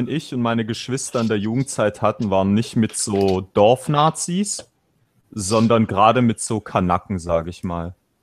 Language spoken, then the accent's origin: German; Germany; die hier so wie ich aufgewachsen geboren sind